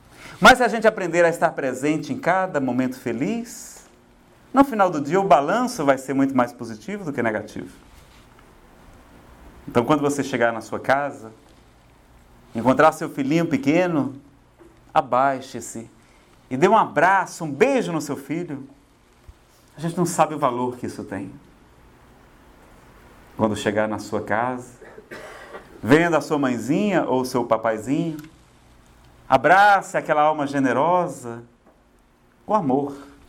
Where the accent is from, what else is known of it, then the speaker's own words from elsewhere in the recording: Ceará, Brazil; Eu acho tão bom tomar banho, pessoal, não sei se é porque eu sou do Ceará, mas é tão bom tomar banho.